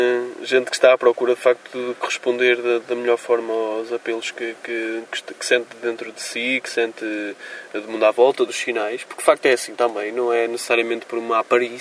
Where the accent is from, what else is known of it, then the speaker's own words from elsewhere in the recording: Moreira de Cónegos, Braga, Portugal; lá na minha escola, em Moreira de Cornos, de onde sou oriundo, no Conselho de Guimarães.